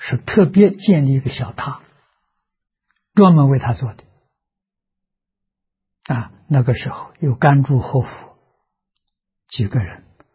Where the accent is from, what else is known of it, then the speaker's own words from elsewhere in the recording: China; 我们是中国人，为什么去学印度人的？